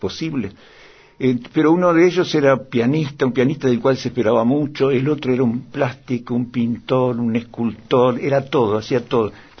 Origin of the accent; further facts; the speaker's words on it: Melo, Cerro Largo, Uruguay; also born or lived in Montevideo; una tía mía que era directora de una escuela en Melo, mi ciudad natal, y yo estaba en Montevideo para que me cuidaran mejor ahí.